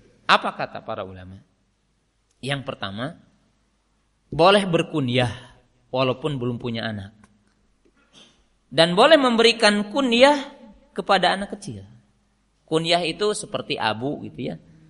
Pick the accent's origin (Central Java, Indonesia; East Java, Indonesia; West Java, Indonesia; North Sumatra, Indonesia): West Java, Indonesia; Saya kan orang Sunda, USA. Orang Sunda asli.